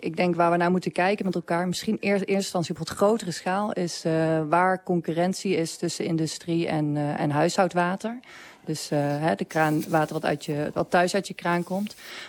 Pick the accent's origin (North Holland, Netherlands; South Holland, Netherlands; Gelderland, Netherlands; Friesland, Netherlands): Gelderland, Netherlands; Ja, ik ben hier van de Veluwe, hè.